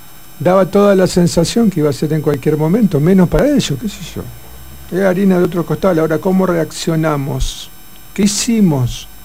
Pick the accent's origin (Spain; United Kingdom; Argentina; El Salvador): Argentina; lo que somos los argentinos es esto